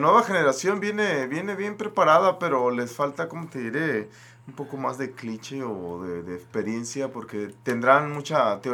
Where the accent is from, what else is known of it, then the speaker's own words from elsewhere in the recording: Los Mochis, Sinaloa, Mexico; Yo vengo de Los Mochis, Sinaloa.